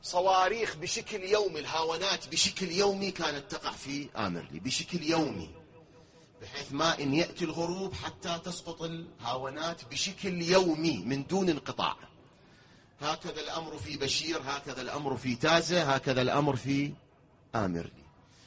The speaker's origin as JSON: {"language": "Arabic", "country": "Iraq", "said": "كلامي للي يتابعون الآن بالفضائيات في العالم على مستوى بلدنا العراق"}